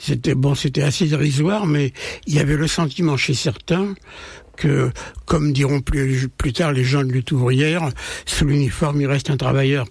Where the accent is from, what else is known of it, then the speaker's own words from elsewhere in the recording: Aubervilliers, Île-de-France, France; born there; On va faire vite. Hein. Je suis né au Aubervilliers